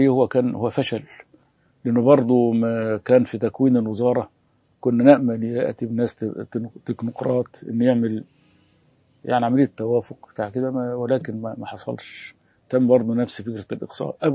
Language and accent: Arabic; Alexandria, Alexandria Governorate, Egypt; واحنا اساسا من اسكندريه